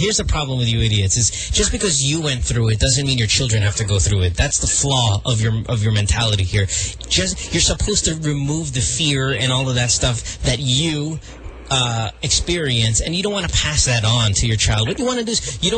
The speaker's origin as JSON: {"language": "English", "region": "Central Luzon", "country": "Philippines", "said": "I'm from Bulacan."}